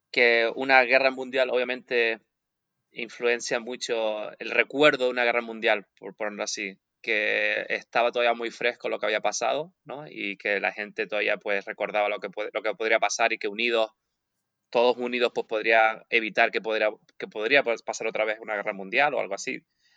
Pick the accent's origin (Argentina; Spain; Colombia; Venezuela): Spain; now in -; vivo tan lejos de Europa que cuando la gente me dice, ah, ¿de dónde eres? Digo, soy de España.